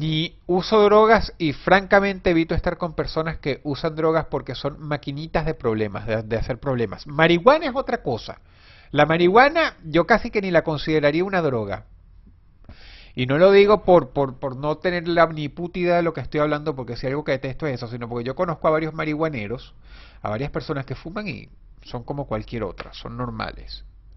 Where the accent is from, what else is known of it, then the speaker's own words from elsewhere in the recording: Caracas, Capital District, Venezuela; moved away as an adult; yo era de Caracas. Yo nací en Caracas y hasta los 25 años viví en la urbanización Miranda. Final Avenida del Centro Urbanización Miranda, Caracas, Venezuela.